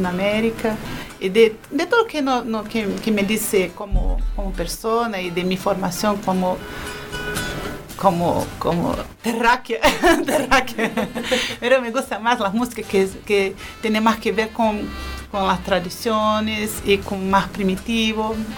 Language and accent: Spanish; São Paulo, Brazil; Spanish is a second language; Yo soy de São Paulo, que solo en mi ciudad tenemos como 20 millones de personas.